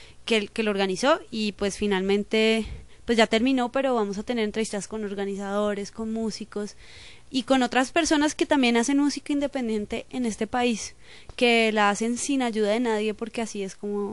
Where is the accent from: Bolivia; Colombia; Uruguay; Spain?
Colombia; Duitama, Boyacá; yo soy compatriota de Juan Smith, de allá de Duitama.